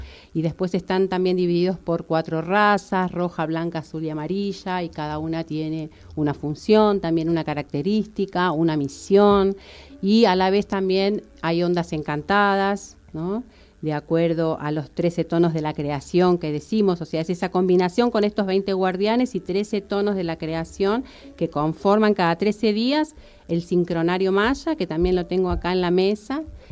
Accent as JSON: {"language": "Spanish", "region": "Buenos Aires", "country": "Argentina", "moved": "as an adult", "said": "Soy de Buenos Aires. Vine por primera vez en el 92 embarazada de Wanda Agustina. Y en el 99 volví a unas vacaciones y ya con ganas de quedarme."}